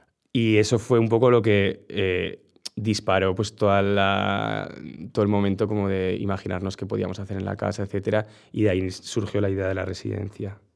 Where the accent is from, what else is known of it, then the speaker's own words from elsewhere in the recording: Navarre, Spain; de repente como redescubrir también mi tierra, pues yo qué sé. Viajé mucho por Navarra